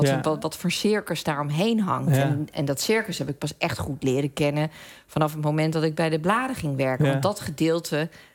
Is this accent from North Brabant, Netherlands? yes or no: no; Hendrik-Ido-Ambacht, South Holland, Netherlands; Ik ben opgegroeid in Hendrik Ido Ambacht.